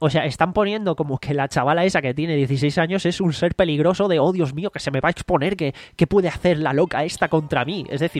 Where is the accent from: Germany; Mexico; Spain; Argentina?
Spain; Jaén, Andalusia; Yo soy de Jaén, por eso no nos conocimos en persona antes.